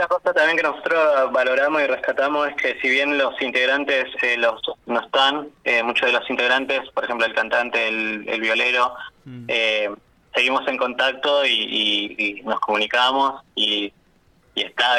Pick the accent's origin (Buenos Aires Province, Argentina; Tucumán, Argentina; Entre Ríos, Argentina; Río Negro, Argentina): Río Negro, Argentina; El Bolsón; Bueno, nosotros somos de Bolsón